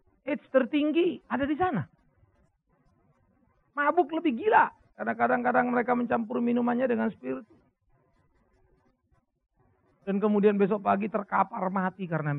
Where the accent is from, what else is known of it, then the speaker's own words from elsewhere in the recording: Pematangsiantar, North Sumatra, Indonesia; Setiap tanggal 26 pasti saya sudah ada di Sumatera, di Siantar.